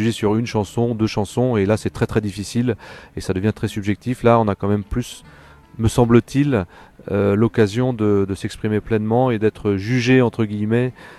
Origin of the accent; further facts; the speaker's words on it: Pornic, Pays de la Loire, France; Alors je viens de la région nantaise, d'une ville qui s'appelle Pornic sur la côte Atlantique.